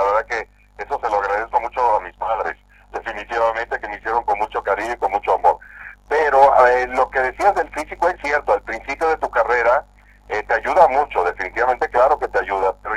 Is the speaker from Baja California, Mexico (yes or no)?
no; Veracruz, Mexico; moved away as an adult; yo soy del puerto de Veracruz, yo soy de costa, y me fui a la capital, al Distrito Federal, a estudiar la carrera de actuación.